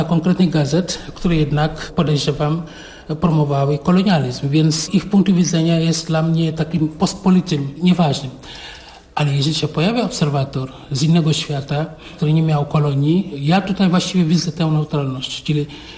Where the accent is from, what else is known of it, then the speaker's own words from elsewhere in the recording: Senegal; Polish is a second language; moved away as an adult; now in Poland; pochodzę z Senegalu, przyjechałem 34 lata temu, kończyłem studia weterynaryjne na SGGW w Warszawie.